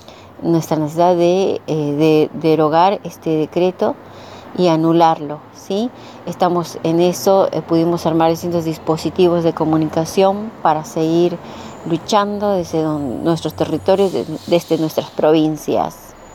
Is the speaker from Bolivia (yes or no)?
yes; Bolivia; now in Buenos Aires, Argentina; soy aymara, soy boliviana, soy residente en Argentina, radico en Ciudad Autónoma de Buenos Aires, en CABA.